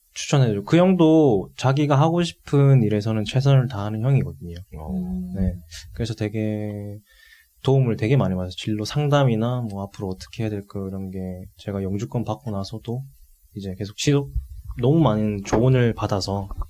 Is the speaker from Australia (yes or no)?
no; South Korea; 저는 아무래도 한국인이니까 한식 하는 게 제일